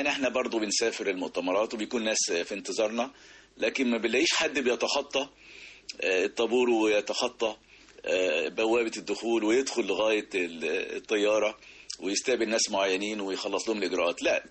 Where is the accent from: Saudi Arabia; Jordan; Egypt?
Egypt; ويا رب تبقى الأفكار نافعة لأحسن بلد في الدنيا بلدنا مصر